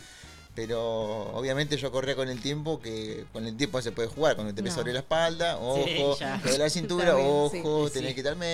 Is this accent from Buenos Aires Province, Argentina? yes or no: yes; Tristán Suárez, Buenos Aires Province, Argentina; Sí, soy de Tristan Suárez, tengo 36 años.